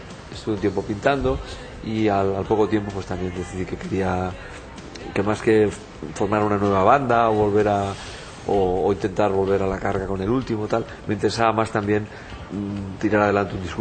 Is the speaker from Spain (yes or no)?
yes; Barcelona, Catalonia, Spain; Yo qué sé, si yo soy de la Barceloneta.